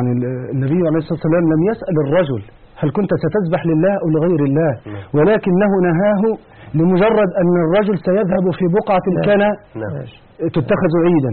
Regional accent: Egypt; وهذه هي الأشياء المشهورة عندنا في مصر

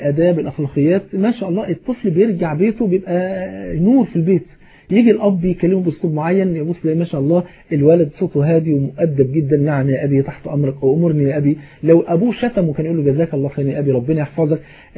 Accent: Egypt; حتى المثل البلد عندنا في مصر يقول ايه

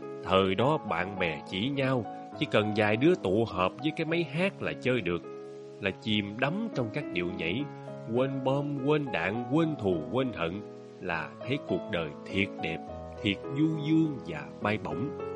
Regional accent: Long Ho, Vĩnh Long, Vietnam; Quê tôi dưới Long Hồ, ba má tôi sanh tôi ở dưới. Dưới quê mà, làm miếng đặt tên con nên … cho nó gọn.

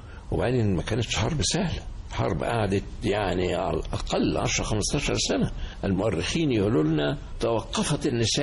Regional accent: Egypt; تستغرب إذا قلت إحنا كمصريين بنهتف لها أيضا

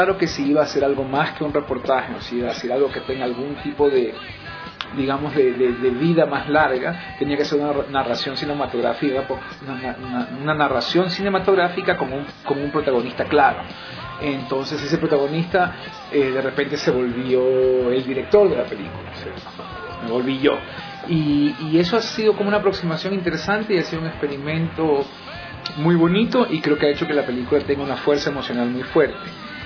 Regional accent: Portoviejo, Manabí, Ecuador; la ciudad de Puerto Viejo, que es mi ciudad natal

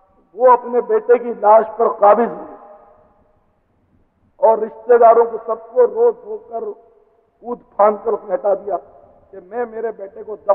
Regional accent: Karachi, Sindh, Pakistan; born there; میں کراچی میں پیدا ہوا ہوں تو میرا وطن پاکستان

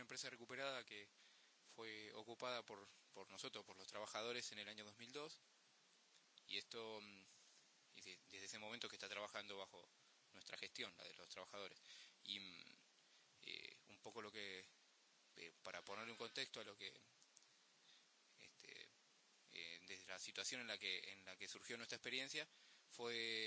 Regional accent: Buenos Aires, Argentina; Nosotros venimos desde Buenos Aires

